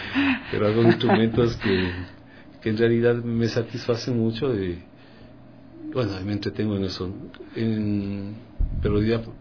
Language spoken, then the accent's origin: Spanish; Quito, Pichincha, Ecuador; porque yo soy quiteño y sé yo, está aquí en Quito.